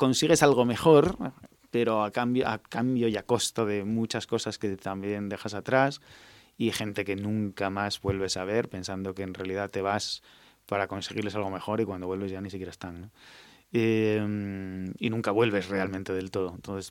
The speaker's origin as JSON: {"language": "Spanish", "country": "Spain", "moved": "yes", "lives_now": "Netherlands", "said": "Y bueno, cuando estoy en Holanda sigo siendo... Aquí soy el holandés, allí soy el español."}